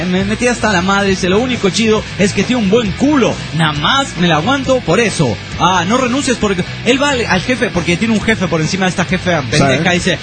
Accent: Toluca, State of Mexico, Mexico; Yo soy de Toluca. El estado de Cid.

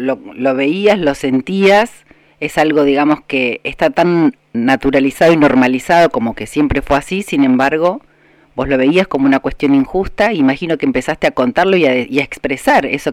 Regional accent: La Pampa, Argentina; mirá, soy de La Pampa

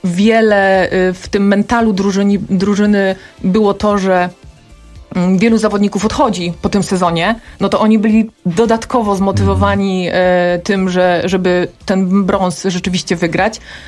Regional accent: Rzeszów, Subcarpathian Voivodeship, Poland; Ja twoje jestem Rzeszowianką

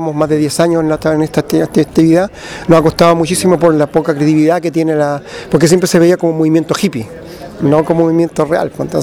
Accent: Copiapó, Atacama, Chile; De Copiapó.

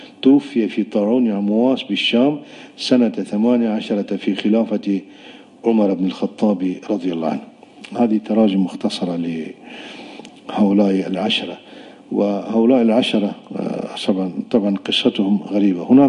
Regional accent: Afghanistan; Arabic is a second language; وقبره أيضا عندنا في أفغانستان، هناك مدينة اسمها مزار شريف بنيت على قبره

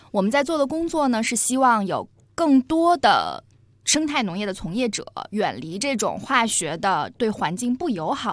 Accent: Tianjin, China; moved away as an adult; now in Beijing, China; 我是天津人。

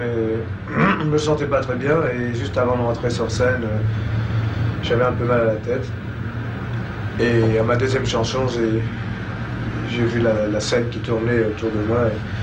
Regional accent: France; Et je suis un Français.

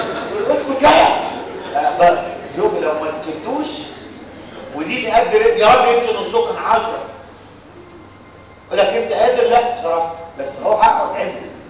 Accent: Egypt; ولغايه النهارده بتتنفذ عندنا في مصر

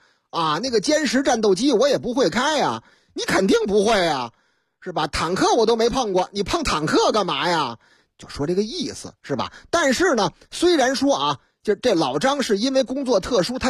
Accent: Zhengzhou, Henan, China; 说的是我老家河南郑州啊，郑州的事儿。

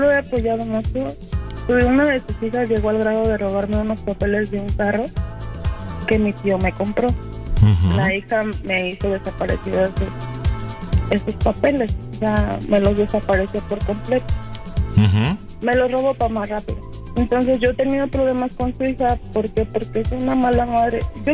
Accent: Toluca, State of Mexico, Mexico; No, yo soy de Toluca.

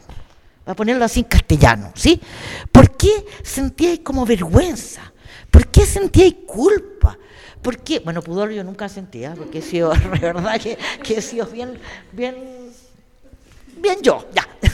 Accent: Chile; moved away as an adult; Porque yo salí de Chile, después que estuve presa

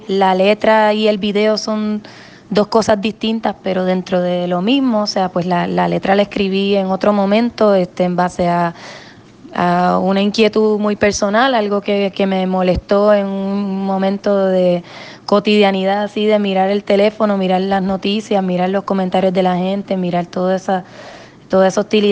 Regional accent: Puerto Rico; nuestro lado humano, nuestro lado cálido como puertorriqueño, nos ha movido a reaccionar en momentos de dificultad

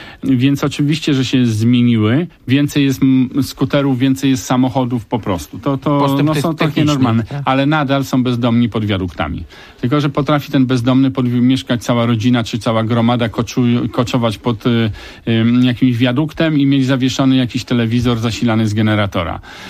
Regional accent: India; Polish is a second language; now in Poland; Tak, jestem przynajmniej raz w roku w Indiach.

